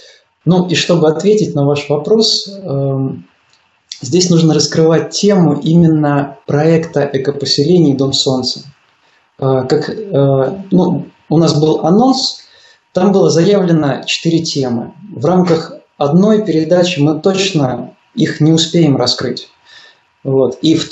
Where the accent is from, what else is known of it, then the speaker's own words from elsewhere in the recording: Smolensk Oblast, Russia; born there; Я сам родился в Смоленской области.